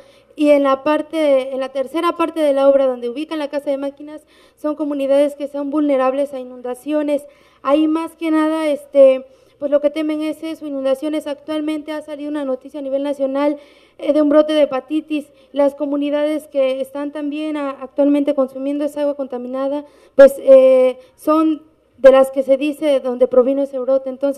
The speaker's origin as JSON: {"language": "Spanish", "region": "Veracruz", "country": "Mexico", "said": "yo soy indígena náhuatl de la Sierra de Songolica, Veracruz"}